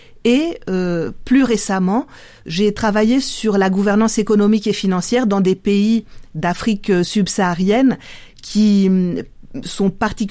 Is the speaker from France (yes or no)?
yes; France; C'est d'origine grecque, je suis française d'origine grecque